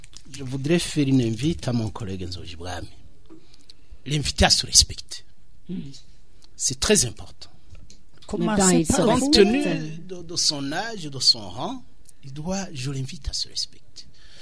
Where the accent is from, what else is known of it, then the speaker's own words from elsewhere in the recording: Burundi; on est Burundais, on connaît les Burundais, on connaît surtout le Burundi.